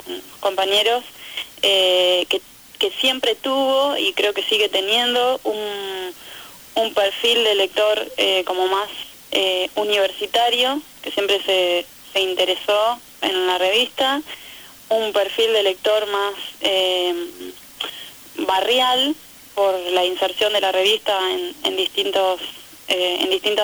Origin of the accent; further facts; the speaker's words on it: Salta, Argentina; now in La Plata, Argentina; Yo me había venido a estudiar a La Plata, bueno, yo vengo de Salta, me había venido a estudiar